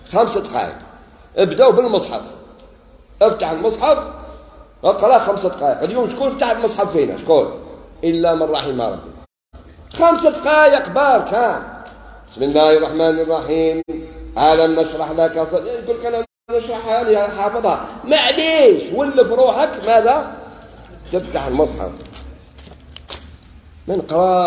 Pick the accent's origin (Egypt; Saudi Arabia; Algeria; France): Algeria; إحنا بكري إحنا عندنا في بلادنا الجزائر كانوا الناس يديروا رياضة وتنقية البيئة